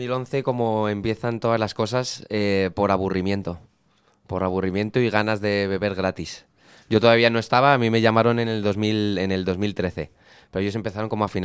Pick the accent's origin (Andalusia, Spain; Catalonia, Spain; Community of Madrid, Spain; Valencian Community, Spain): Community of Madrid, Spain; Madrid; y lo digo yo que soy madrileño